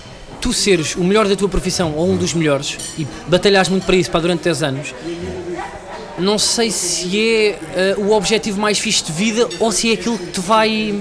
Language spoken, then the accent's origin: Portuguese; Lisbon, Portugal; Eu sou da Quinta das Conchas.